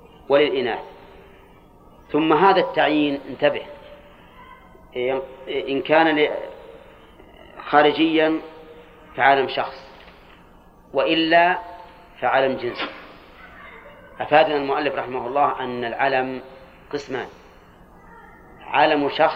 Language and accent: Arabic; Al-Qassim, Saudi Arabia; كنية عندنا في القصيم